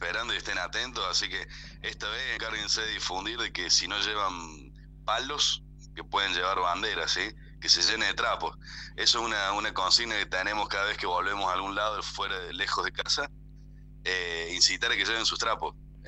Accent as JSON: {"language": "Spanish", "town": "Río Cuarto", "region": "Córdoba", "country": "Argentina", "said": "Nosotros tenemos un circuito chico acá en el sur de la provincia de Córdoba, que nosotros somos de Río Cuarto."}